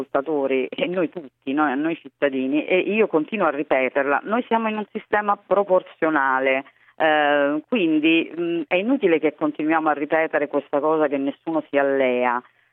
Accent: Ostia, Lazio, Italy; Sì, io sono di Ostia e devo dire che io sono in ambascio

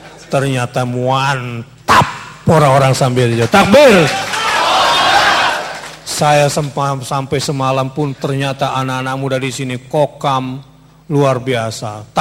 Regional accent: Jakarta, Indonesia; Karena kesel sebagai orang Jakarta kok bisa gitu ya.

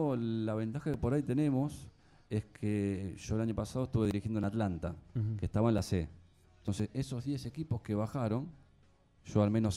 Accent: Argentina; nosotros como argentinos pretendemos que nuestra selección

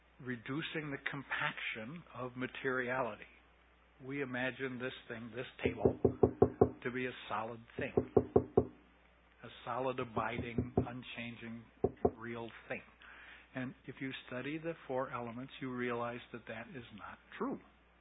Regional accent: United States; And the difficulty is, for me as an American, the use of the word element.

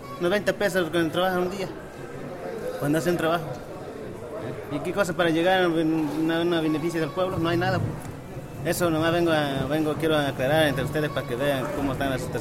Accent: Loma Macho, Mexico; mi pueblo es, se llama Loma Macho

